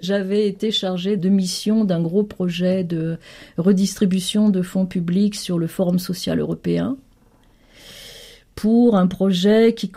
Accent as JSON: {"language": "French", "country": "Senegal", "tie": "born or raised there", "also_born_or_lived": "Côte d'Ivoire", "said": "j'ai grandi en Afrique de l'Ouest, où je suis arrivée en 1960, donc à l'aube des indépendances, avec mes parents, bien entendu. Et j'ai grandi d'abord au Sénégal, puis en Côte d'Ivoire. J'étais à l'école publique. Et donc, j'ai appris à lire et à écrire au Sénégal."}